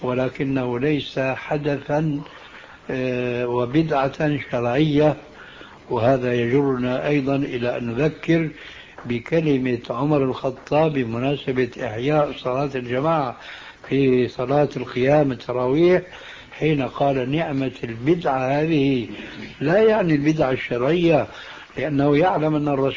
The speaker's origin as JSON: {"language": "Arabic", "country": "Syria", "said": "كما يقولون عندنا في سوريا"}